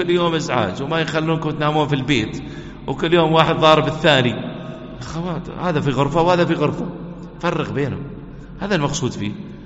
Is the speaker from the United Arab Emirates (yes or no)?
yes; United Arab Emirates; يحفظنا ويحفظ بلادنا الإمارات